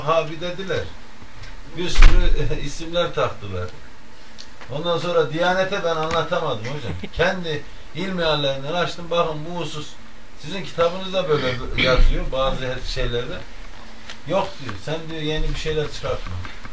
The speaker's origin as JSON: {"language": "Turkish", "region": "Ankara", "country": "Turkey", "said": "Değil, ben Ankaralıyım."}